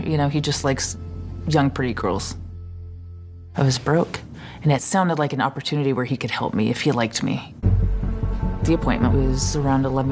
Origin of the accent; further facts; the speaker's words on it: Texas, United States; He asked me where I was from. I told him I was from Texas